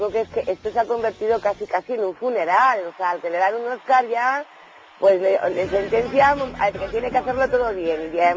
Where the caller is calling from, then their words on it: Madrid, Community of Madrid, Spain; Desde el corazoncito de Madrid.